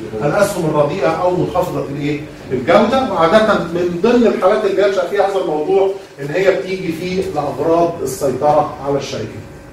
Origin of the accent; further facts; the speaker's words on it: Egypt; عاده يا جماعه عندنا في مصر بيبقى الموضوع ده مش منتشر قوي